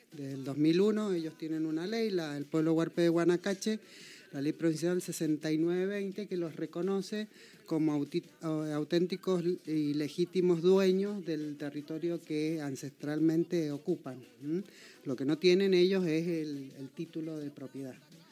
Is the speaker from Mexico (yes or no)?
no; Argentina; la gran deuda histórica que tenemos como argentinos, como provincianos